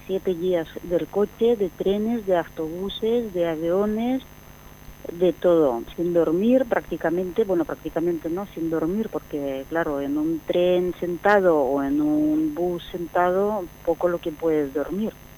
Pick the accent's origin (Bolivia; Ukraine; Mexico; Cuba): Ukraine; Zaporizhzhia, Zaporizhzhia Oblast; Spanish is a second language; moved away as an adult; porque yo soy de Zaporizhia, y resulta que en un equipo de balonmano en Zaporizhia estaba un jugador español